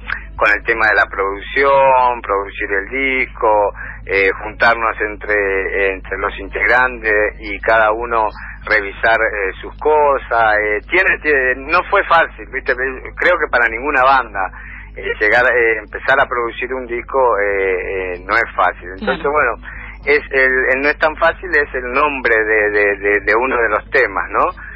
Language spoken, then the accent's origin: Spanish; Buenos Aires, Argentina; Sí, la mayoría somos de Floresta, digamos, ¿no? De acá de Floresta.